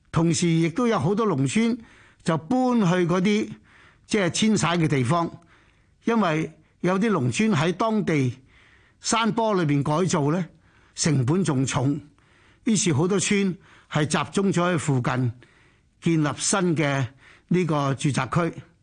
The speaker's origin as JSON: {"language": "Cantonese", "town": "Chaozhou", "region": "Guangdong", "country": "China", "said": "你知福建人同我哋潮州人一样呢，係好注意药材呀呢啲嘢嘅"}